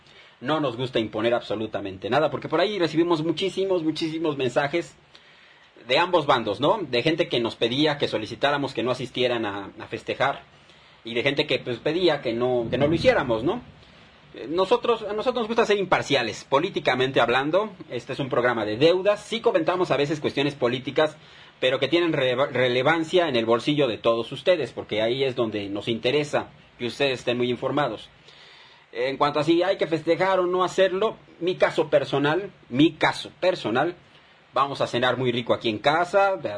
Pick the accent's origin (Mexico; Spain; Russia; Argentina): Mexico; Somos ciudadanos mexicanos, yo creo que eso no tiene por qué dividirnos